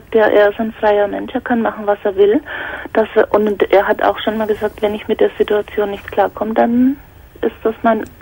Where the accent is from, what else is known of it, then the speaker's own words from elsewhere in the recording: Bavaria, Germany; now in Cologne, Germany; Ich komme ja aus Bayern und bin wegen ihm nach Köln gezogen, habe alles aufgegeben